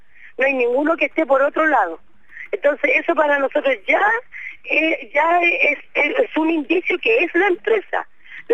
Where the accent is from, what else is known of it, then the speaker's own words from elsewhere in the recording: Chile; Nosotros, aparte de ser pobladores, somos chilenos.